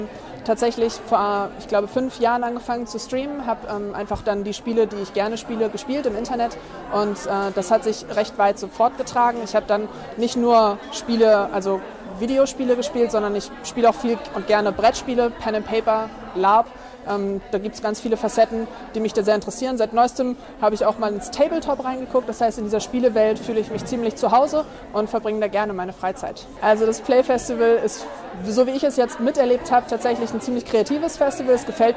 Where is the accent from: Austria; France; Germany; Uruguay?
Germany; Hamburg; ich komme aus Hamburg tatsächlich, bin 28 Jahre alt.